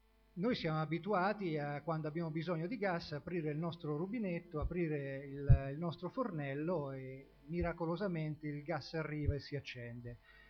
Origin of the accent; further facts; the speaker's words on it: Porto Recanati, Marche, Italy; now in Senigallia, Italy; io oltre ad abitare a Senigallia sono originario di Porto Recanati